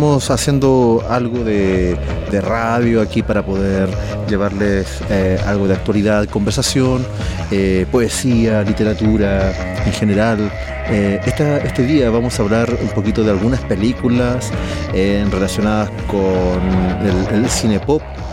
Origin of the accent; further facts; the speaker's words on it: Atacama, Chile; Un aguacero así, ¿cuánto beneficio traería al desierto de Atacama, de donde yo soy?